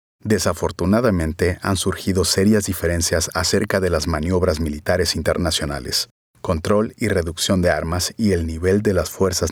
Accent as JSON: {"language": "Spanish", "country": "Panama", "said": "soy consciente de mis responsabilidades como funcionario panameño y como ciudadano."}